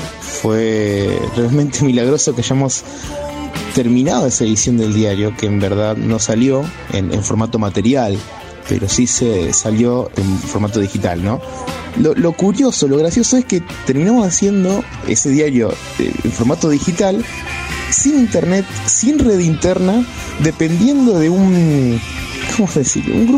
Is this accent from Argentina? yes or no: yes; La Plata, Buenos Aires Province, Argentina; born there; nací en La Plata, más precisamente en el Instituto Médico Platense